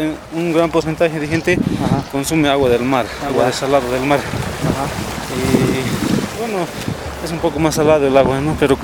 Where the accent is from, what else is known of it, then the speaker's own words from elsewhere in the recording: Uyuni, Potosí, Bolivia; Yo soy de Uyuni.